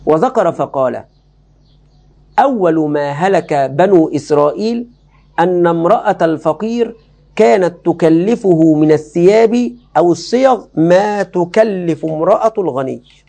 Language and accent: Arabic; Egypt; باب عندنا في مصر خطير جدا للأسف الشديد